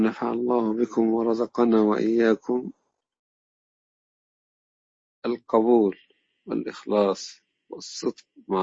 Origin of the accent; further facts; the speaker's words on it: Egypt; أنا أتذكر أيام أن كنا في معهد القراءات عندنا في مصر،